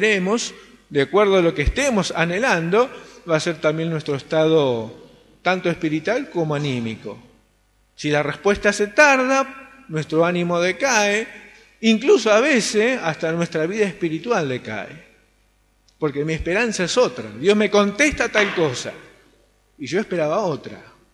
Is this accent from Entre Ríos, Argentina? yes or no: no; Solano, Buenos Aires Province, Argentina; si bien no vivo en Varela, soy de Solano